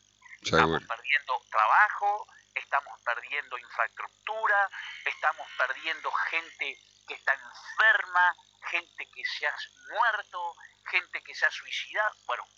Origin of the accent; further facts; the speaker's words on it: Entre Ríos, Argentina; ¿Saben ustedes que nosotros somos todos entrerrianos?